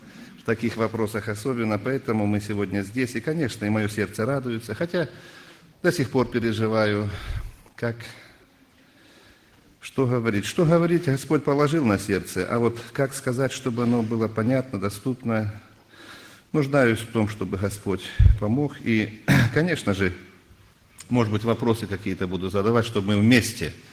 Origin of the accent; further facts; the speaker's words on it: Belorechensk, Krasnodar Krai, Russia; я тоже из Белореченска … пресвитер церкви.